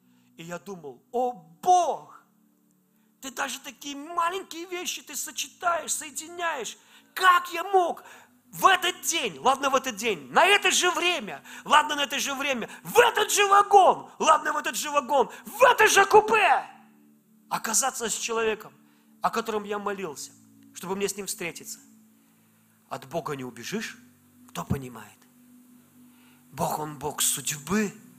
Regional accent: Velikiye Luki, Pskov Oblast, Russia; born there; оказалось, что он из города, откуда, где родился я, из Великих Луг.

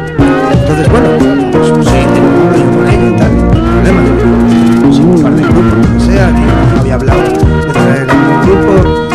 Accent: Sotrondio, Asturias, Spain; soy de Sotrondeo

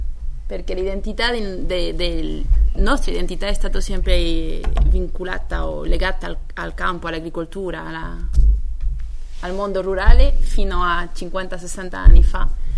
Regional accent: Spain; Italian is a second language; Che il mio italiano è un po' per le novi, è un po' così da una spagnola.

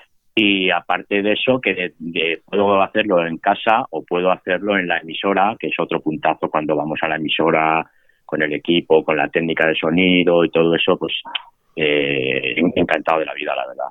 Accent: Ávila, Castile and León, Spain; also born or lived in Vitoria / London / Valencia / Barcelona; now in Granada, Spain; Yo nací en Vitoria, me crié en Ávila, estudié en Salamanca, emigré a Londres, luego volví, estuve viviendo en Valencia, luego estuve en Barcelona, me volví a emigrar, estuve 18 años en Dinamarca, ahora estoy en Granada

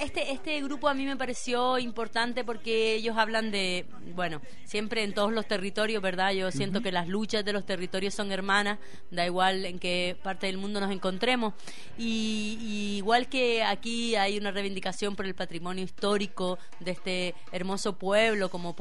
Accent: Canary Islands, Spain; nosotros somos colonia de España, estamos muy cerquita de África, nos consideramos africanos, y decimos que los españoles nos robaron el color.

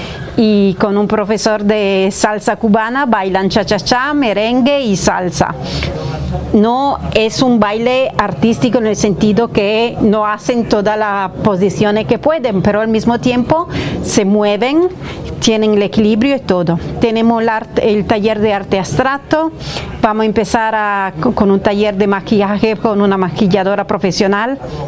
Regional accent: Italy; Spanish is a second language; perdona, soy italiana, entonces a veces fallo con la palabra

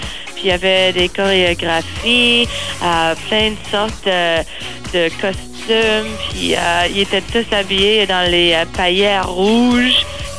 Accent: Montreal, Quebec, Canada; parce qu'on vient de Montréal

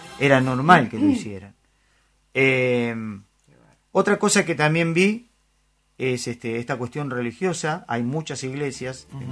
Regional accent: Argentina; yo soy argentino y voy a veranear a Argentina y voy a Mar del Plata

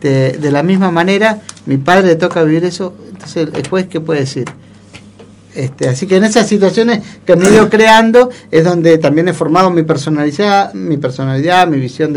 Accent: El Foyel, Río Negro, Argentina; Vengo del Foyel, donde a mí, a mi familia, nos quitaron 50 hectáreas. Tengo a mi madre, que toda la vida soñó con volver al campo, a recuperar el territorio que tuvimos que vender, porque nos tuvimos que ir

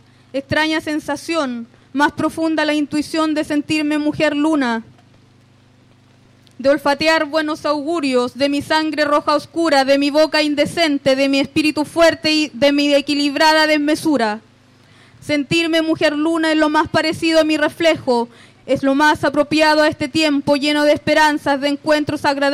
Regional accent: Boyeco, Araucanía, Chile; yo soy del territorio de Boyeco.

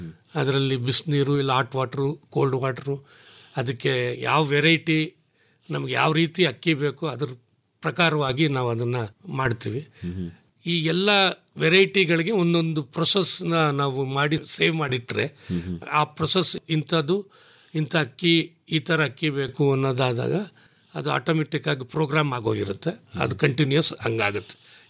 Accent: K R Nagar, Karnataka, India; ನಾವು K R ನಗರದವರು.

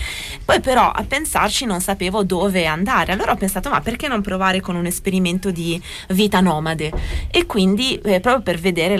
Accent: United States; No, io sono americana, cioè proprio.

